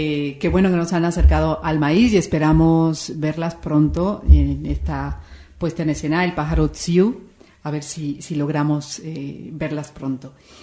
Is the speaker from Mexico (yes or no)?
yes; Mexico; now in Spain; yo soy mexicana, vine aquí a España hace mucho tiempo